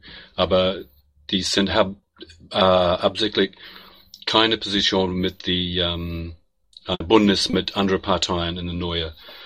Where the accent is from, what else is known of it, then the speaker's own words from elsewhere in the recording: New Zealand; now in Germany; Ich komme aus Neuseeland, wohne ins Moment in Deutschland